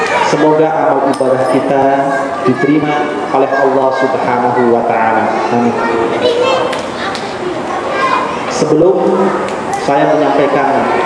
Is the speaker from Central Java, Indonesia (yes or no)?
yes; Brebes, Central Java, Indonesia; Saya lahir di Brebes. Pendidikan saya Madrasah Ibtidaiyah Islamiyah di Brebes tahun 80.